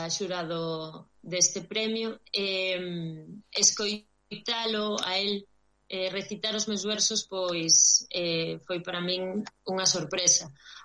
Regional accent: Vigo, Galicia, Spain; now in Monforte de Lemos, Spain; aínda que son de Vigo, e, bueno, ahora mismo estou vivindo en Monforte de Lemos.

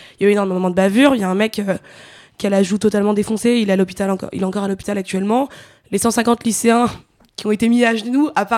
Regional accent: Nanterre, Île-de-France, France; alors moi je suis de Nanterre

